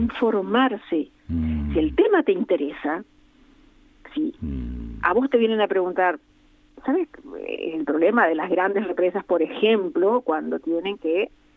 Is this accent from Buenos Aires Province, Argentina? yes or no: no; Corrientes, Argentina; Yo soy correntina